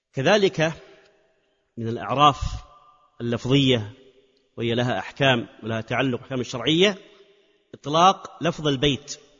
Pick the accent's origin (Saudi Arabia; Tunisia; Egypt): Saudi Arabia; Hejaz; لكن عندنا في الحجاز مثلا هذا أمر فيه تنقص ومعيب